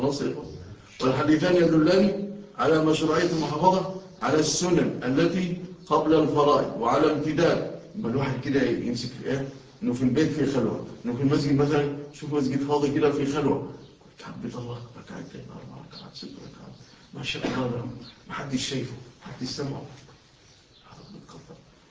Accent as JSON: {"language": "Arabic", "country": "Egypt", "said": "إحنا الحمد لله بلادنا مصر ما زال الباقي فيها الحمد لله شيء من الأمن"}